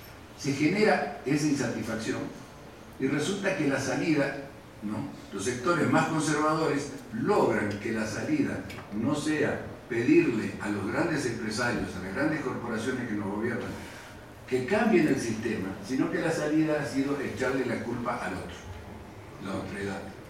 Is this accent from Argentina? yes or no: yes; Argentina; o somos los argentinos.